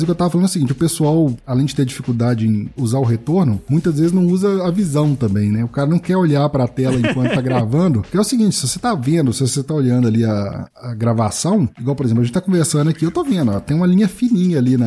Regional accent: Minas Gerais, Brazil; Primeiro, eu como mineiro, eu falo muito né.

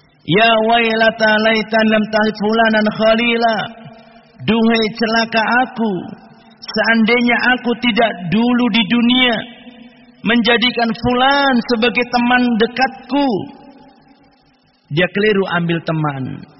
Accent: Cilacap, Central Java, Indonesia; Bahkan dulu di kampung kami, ketika masih di Cilacap dulu, itu ada orang yang mendata

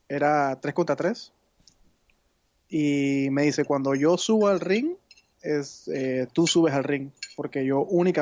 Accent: Panama; En mi país, en Panamá

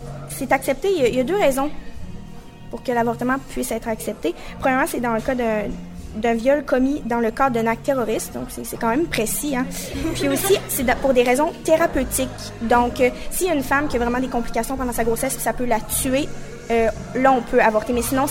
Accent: Quebec, Canada; je suis née au Québec, donc je suis vraiment influencée. J'ai vécu toute ma vie ici

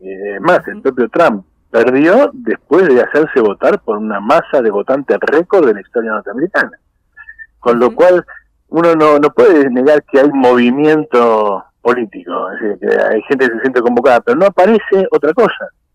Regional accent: Argentina; Yo creo que tampoco para desesperarse como argentinos

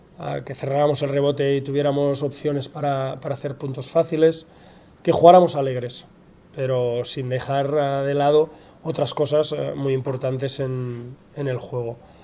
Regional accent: Badalona, Catalonia, Spain; somos los dos de Badalona, de la misma cantera

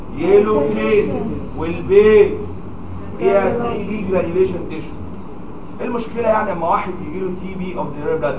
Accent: Egypt; اللي بنسميه عندنا في مصر كستبانة

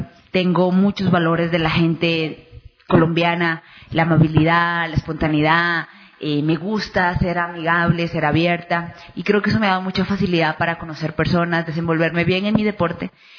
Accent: Ecuador; tengo 29 años, practico karate ya hace 13 años, soy ecuatoriana, pero mi madre es colombiana. Madre colombiana, padre ecuatoriano

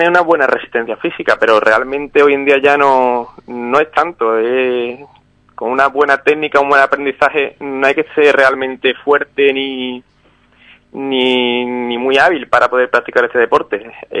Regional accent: Ubrique, Andalusia, Spain; Me crié en Ubrique, vamos, he estado hasta los 18 años viviendo en Ubrique, y ya después pues he estado viviendo más que nada pegado a la costa

